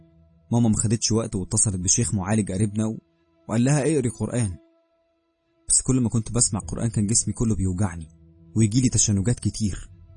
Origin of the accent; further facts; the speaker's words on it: Cairo, Cairo Governorate, Egypt; now in Giza, Egypt; من القاهرة، عندي 23 سنة.